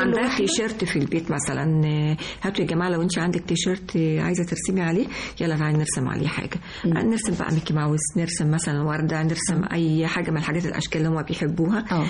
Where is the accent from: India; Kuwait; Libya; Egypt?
Egypt; فيعني احنا يعني كمصريين احنا